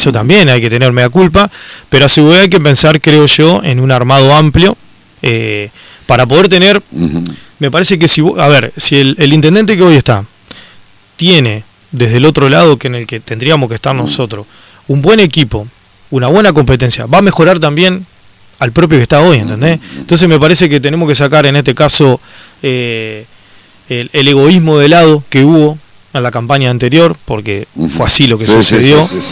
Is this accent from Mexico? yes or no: no; Concordia, Entre Ríos, Argentina; soy un ciudadano de Concordia que me preocupo por lo que está pasando